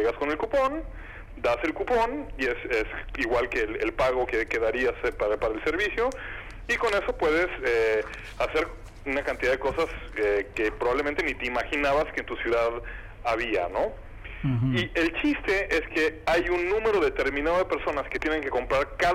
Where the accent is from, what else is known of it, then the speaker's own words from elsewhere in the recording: Mexico; y yo, que ayudo con toda la región, y soy mexicano.